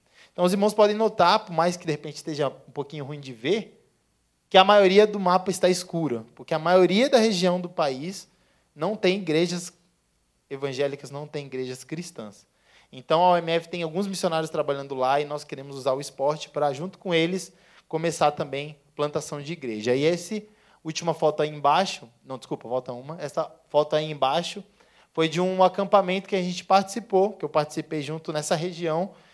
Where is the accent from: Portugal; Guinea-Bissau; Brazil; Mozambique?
Brazil; São Paulo; que eu sou de São Paulo